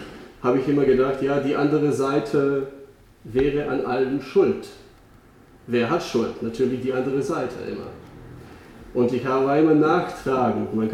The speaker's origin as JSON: {"language": "German", "region": "Eastern Croatia", "country": "Croatia", "tie": "born or raised there", "said": "bin ich ja in Kroatien geboren, ich bin da auch aufgewachsen. Ich habe diesen Krieg Anfang der 90er Jahre selbst miterlebt. Ich komme ursprünglich auch aus dem Osten Kroatiens, also etwas östlicher."}